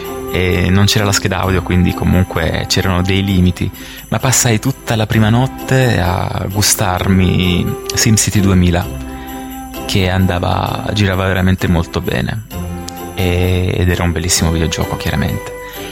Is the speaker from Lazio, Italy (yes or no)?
no; Basilicata, Italy; Io sono della Basilicata, dalle mie parti non c'era possibilità di acquistare alcun computer, a dire vero, nel mio piccolo paese, e in Basilicata c'erano sempre dei ritardi incredibili